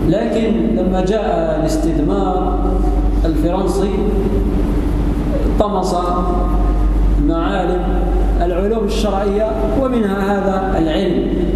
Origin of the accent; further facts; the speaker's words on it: Algeria; أخذنا على سبيل المثال بلدنا الجزائر